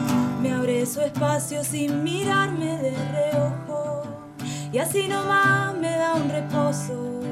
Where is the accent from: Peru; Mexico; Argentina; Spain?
Argentina; Mendoza; Yo pienso que La Plata es un lugar que está lleno de cantautores. O sea, no puedo creer la cantidad. Soy de Mendoza, ¿viste?